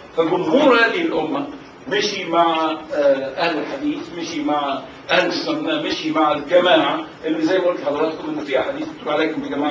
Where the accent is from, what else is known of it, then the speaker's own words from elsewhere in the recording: Egypt; وللاسف انه اغلبهم بيقولوا كان من بلدنا مصر